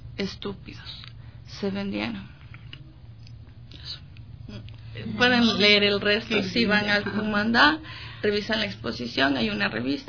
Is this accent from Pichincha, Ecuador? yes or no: yes; Quito, Pichincha, Ecuador; Sí, soy quiteña.